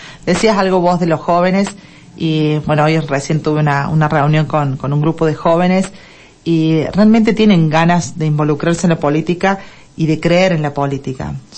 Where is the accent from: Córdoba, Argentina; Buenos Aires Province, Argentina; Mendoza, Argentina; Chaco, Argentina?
Córdoba, Argentina; Deán Funes; Soy nacida en Dian Funes, criada en Dian Funes